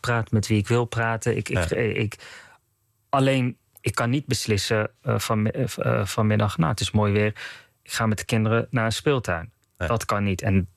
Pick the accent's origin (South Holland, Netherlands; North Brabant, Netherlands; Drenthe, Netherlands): North Brabant, Netherlands; Ik ben tot 2002 opgegroeid in Brabant. Het katholieke zuiden.